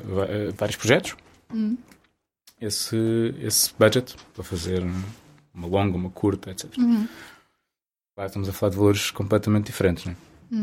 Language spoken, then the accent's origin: Portuguese; Cercal do Alentejo, Alentejo, Portugal; Cercal do Alentejo, fica ao pé de Vila Nova de Mil Fontes.